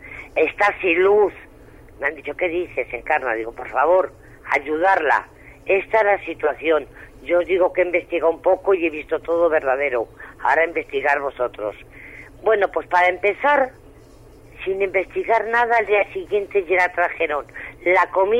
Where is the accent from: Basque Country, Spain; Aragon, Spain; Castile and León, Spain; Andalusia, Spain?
Castile and León, Spain; Santovenia de Pisuerga; Yo soy de Santo Venia